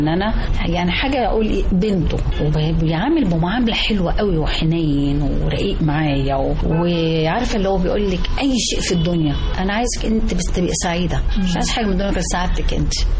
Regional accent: Egypt; عشاني انا كأم مصرية

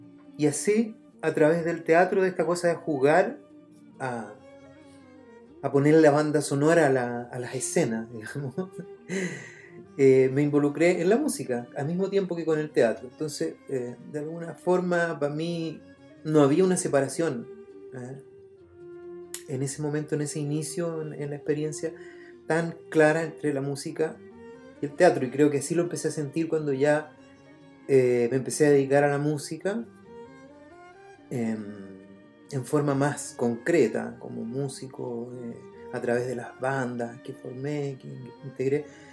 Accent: Contulmo, Biobío, Chile; yo soy de Contulmo, un pueblo muy pequeño que está en la novena, en el límite de la octava y la novena región.

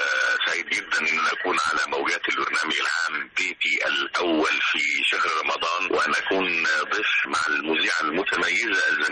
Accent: Aswan Governorate, Egypt; now in Alexandria, Egypt; ولو لم أكن انتقلت من قريتي من أسوان إلى الإسكندرية

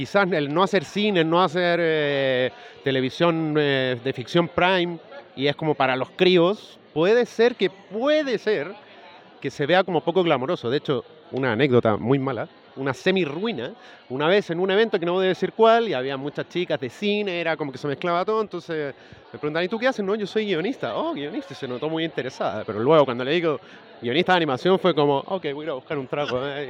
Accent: Chile; yo soy chileno y estoy hace 6 años.

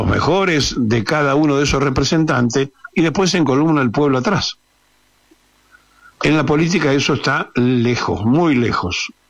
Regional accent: Argentina; ¿Cómo puede ser que siendo todos argentinos nos fragmentemos y nos dividamos como nación

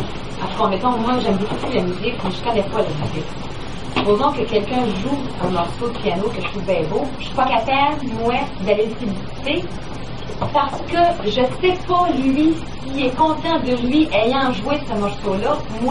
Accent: Shawinigan, Quebec, Canada; Pas donc que moi, je dis que je viens de Shawinigan.

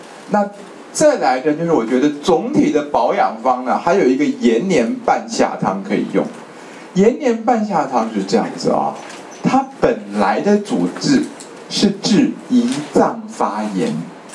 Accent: China; 我们中国人说断筋啊

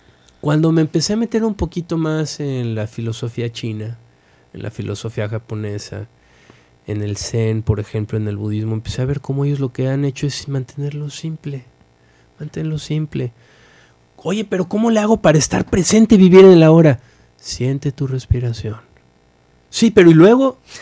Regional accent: Mexico; Y una de ellas es que estamos bien instalados en la víctima

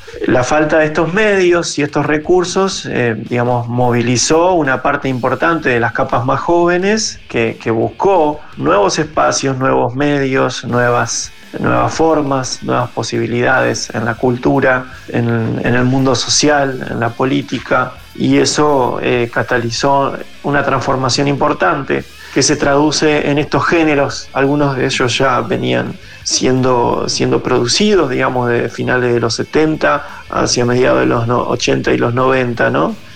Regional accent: Zárate, Buenos Aires Province, Argentina

